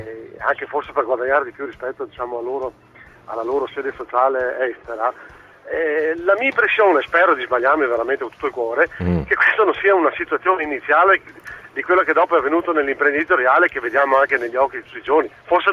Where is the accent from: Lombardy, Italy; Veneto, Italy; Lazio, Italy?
Veneto, Italy; Padua; Io sono di Padova